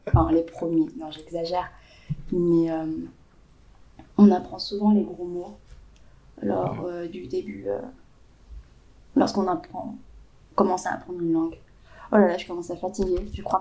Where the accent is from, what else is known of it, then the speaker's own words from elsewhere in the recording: France; quand je dis que je suis française, on me demande aussi, bah, tes origines, elles viennent d'où ?